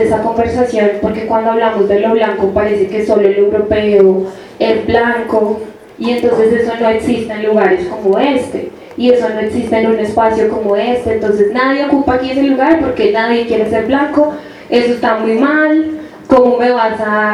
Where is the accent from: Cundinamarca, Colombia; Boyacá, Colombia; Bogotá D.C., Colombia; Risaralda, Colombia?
Bogotá D.C., Colombia; Bogotá; Yo por eso siempre me enuncio como una mujer afro-bogotana, porque el crecer aquí ha sido siempre una experiencia de desterritorialización permanente, de tú no perteneces